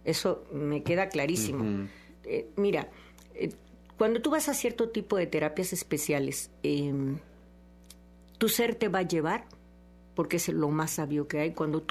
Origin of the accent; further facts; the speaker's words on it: San Andrés Tuxtla, Veracruz, Mexico; yo soy, ¿no?, hija de médico y tuvimos una clínica en mi pueblo de San Andrés Tuxtla, y hasta mis 30 años de edad viví en ese ambiente de la medicina.